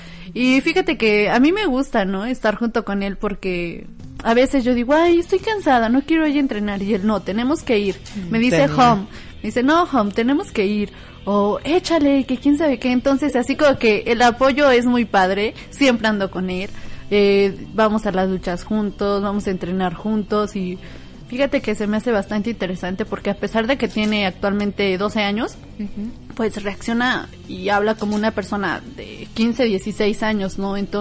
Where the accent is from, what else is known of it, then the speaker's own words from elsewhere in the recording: Pachuca, Hidalgo, Mexico; now in Tulancingo, Mexico; a veces piensan que soy de Tulancingo, pero no, soy originaria de Pachuca, pero resido en Tulancingo.